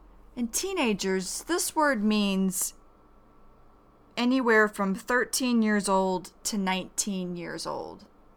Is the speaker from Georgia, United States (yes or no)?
yes; Georgia, United States; also born or lived in Michigan; Cuz then we moved away from Michigan to Georgia. Michigan is a northern state in America, and Georgia is a southeastern state of America.